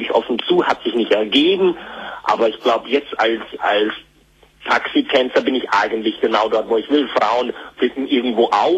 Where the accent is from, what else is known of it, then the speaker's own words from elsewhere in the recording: Krefeld, North Rhine-Westphalia, Germany; now in Austria; Ich komme aus der Gegend von Krefeld.